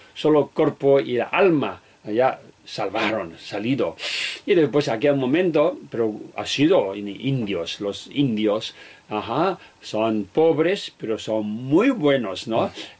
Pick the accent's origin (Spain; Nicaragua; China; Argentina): China; Tibet; Spanish is a second language; soy un humano en este mundo que nació en Tíbet, soy tibetano, no soy chino, ¿sabes? Porque mis padres, mis abuelos son tibetanos, tibetano, y después nací en Tíbet